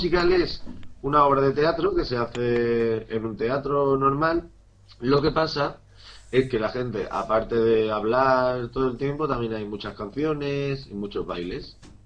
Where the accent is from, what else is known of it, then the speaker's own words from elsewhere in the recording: Huelva, Andalusia, Spain; now in Madrid, Spain; Yo ahora vivo en Madrid, pero soy de Huelva. ¿Sabéis dónde está Huelva? Está en Andalucía.